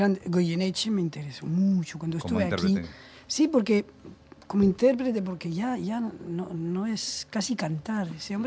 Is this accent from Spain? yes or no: yes; Spain; porque siendo español me parece difícil, no me gusta.